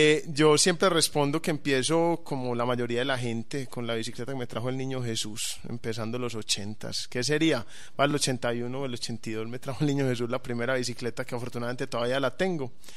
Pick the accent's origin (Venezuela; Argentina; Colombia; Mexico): Colombia; Medellín, Antioquia; Sí, yo soy de Medellín